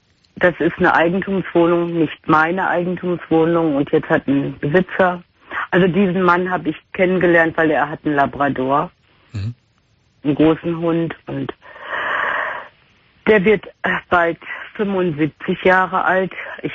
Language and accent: German; North Rhine-Westphalia, Germany; der da im Ruhrgebiet, wo ich herkomme, Akkord fahren musste